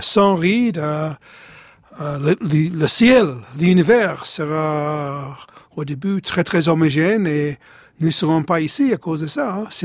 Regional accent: Tottenham, London, United Kingdom; Dans mon enfance, j'habitais en Tottenham

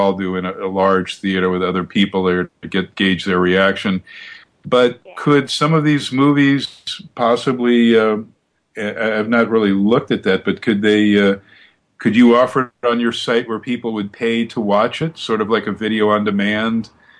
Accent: Westwood, California, United States; When I was growing up near Westwood, UCLA, down in Southern Cal

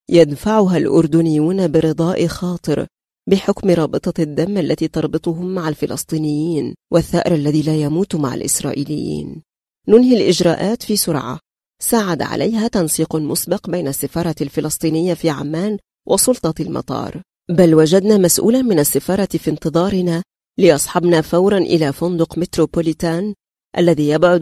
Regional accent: Egypt; accent: Egyptian; لا يبدو أحد هنا مندهشا من لهجتي المصرية

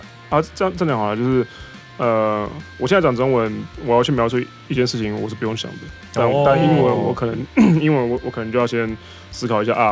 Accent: Taiwan; also born or lived in United Kingdom; 他们第一个反应都是直觉说你是哪里人？台湾人。然后加上我的身份证后面背面出生地是写英国。

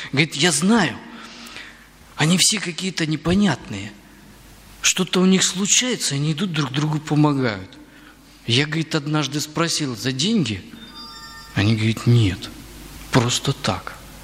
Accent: Bryansk Oblast, Russia; Ну, я вот немножко родом из Брянской области, я там просто прожил достаточно долгое время

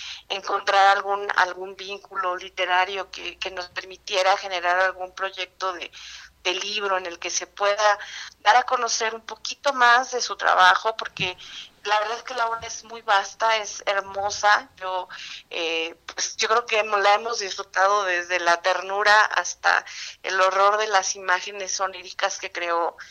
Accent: Mexico; para el Estado de México y para, desde luego, como mexicanos, ¿no?

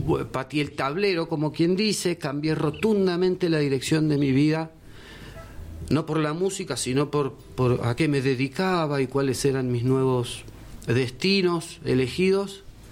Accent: Buenos Aires, Argentina; moved away; yo estoy acá hace 4 años, vengo de Buenos Aires

